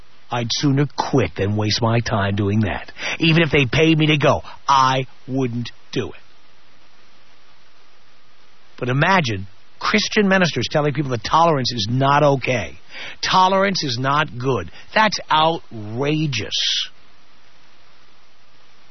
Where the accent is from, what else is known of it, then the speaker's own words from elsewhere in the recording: New York, United States; I learned it by growing up in the South Bronx, a poor area. An area with people of all colors, all races.